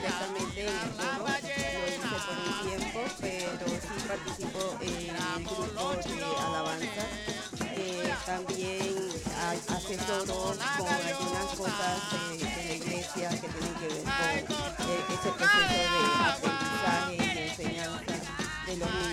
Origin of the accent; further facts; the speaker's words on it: Panama City, Panamá, Panama; Nací en el barrio de Marañón, después viví un tiempo en el barrio de Pelo Nuevo, un barrio en el centro de Río Abajo